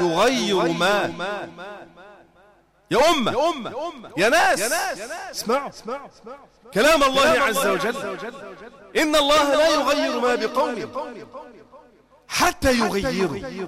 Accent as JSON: {"language": "Arabic", "country": "Egypt", "said": "يعني يا رجالة إحنا فلاحين، أنت مقتنع إن إحنا عندنا في مصر أزمة سكر؟"}